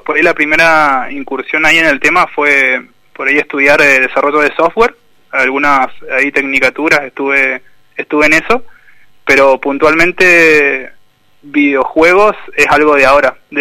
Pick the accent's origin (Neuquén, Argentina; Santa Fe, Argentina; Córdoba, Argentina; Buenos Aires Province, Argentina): Neuquén, Argentina; Junín de los Andes; Yo soy de Junín de los Andes, ahora estoy acá.